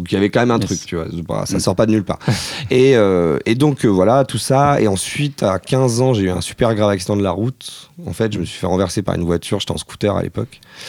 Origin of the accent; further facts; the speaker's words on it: Lassay-les-Châteaux, Pays de la Loire, France; also born or lived in Angers; alors je suis né à Angers. Toute ma famille est originaire à peu près de ce coin-là. Et ensuite, mes parents ont déménagé en Mayenne pour le boulot. Et donc, j'ai grandi à Lassay-les-Châteaux, dans le nord Mayenne. C'est pas un très gros bled, ça fait 2500 habitants.